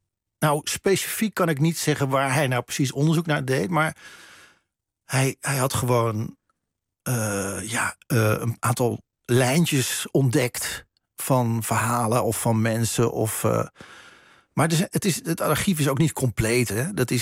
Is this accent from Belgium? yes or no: no; Netherlands; Want ze wisten dat ik uit Nederland kwam.